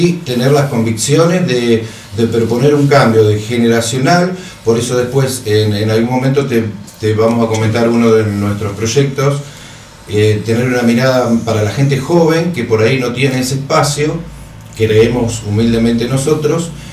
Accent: Mercedes, Buenos Aires Province, Argentina; Yo soy de Mercedes, estoy desde el 2002

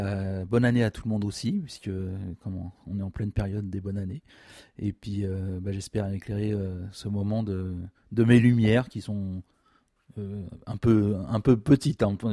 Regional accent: Paris, Île-de-France, France; Moi, je suis parisien avant tout. C'est la première origine qui prévaut pour moi. J'ai des racines basques du côté de ma grand-mère paternelle. Et puis Normande du côté de mon grand-père paternel.

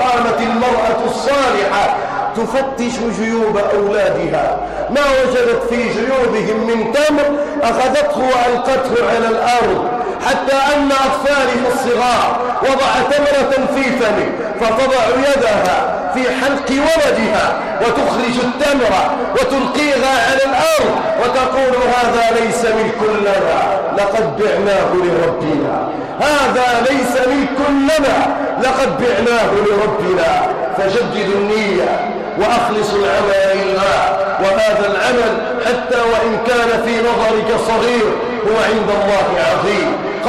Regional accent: Egypt; اللهم اجعل بلادنا مصر امنا امانا

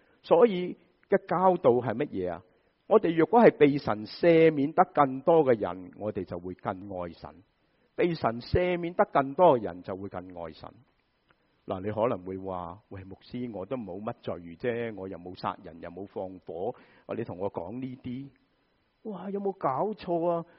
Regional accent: China; 好像我们中国人，我听过台山人都是这样

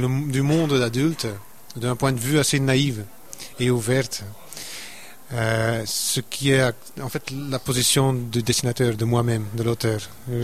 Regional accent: Flanders, Belgium; accent: Flemish; first language Dutch; French is a second language; comme je suis un flamand, d'où mon accent d'ailleurs, je suis un néerlandophone à la base

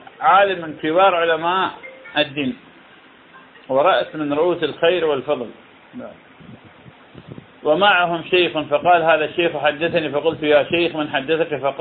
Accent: Iraq; هذا طبعا البصرة من أغلى المحافظات عندنا بالعراق

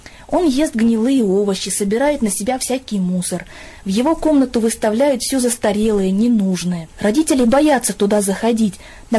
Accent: Chelyabinsk, Chelyabinsk Oblast, Russia; я из Челябинска.

